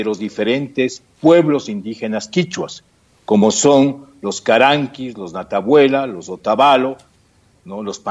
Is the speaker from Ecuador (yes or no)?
yes; Ecuador; respecto a las últimas novedades convulsionadas aquí en mi país.